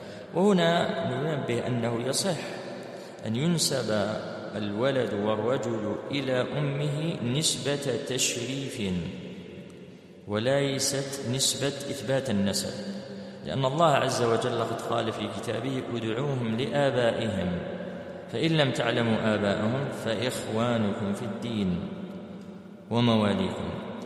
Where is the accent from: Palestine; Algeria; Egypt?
Algeria; طبعا احنا عندنا في الجزائر سيرين اسم بنت